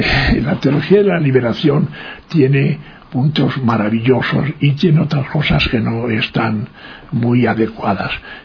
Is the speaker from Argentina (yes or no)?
no; Spain; moved away as an adult; now in Ecuador; cuando vine de España, en vez de venir directamente a Ecuador, me había comprometido para hacer un trabajo de sociología en Mato Grosso y demás.